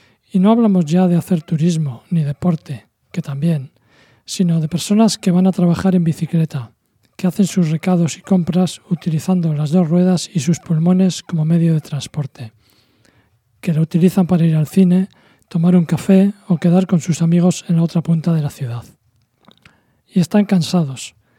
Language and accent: Spanish; Bilbao, Basque Country, Spain; que se note que somos de Bilbao.